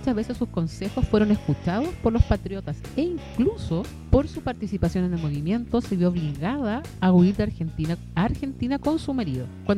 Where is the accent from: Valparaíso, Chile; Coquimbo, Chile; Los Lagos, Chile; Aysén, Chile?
Coquimbo, Chile; La Serena; born there; somos coterráneas, que las dos nacimos en La Serena.